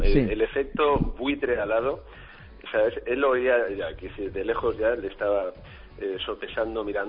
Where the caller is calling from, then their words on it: Murcia, Region of Murcia, Spain; De Murcia, te llamo.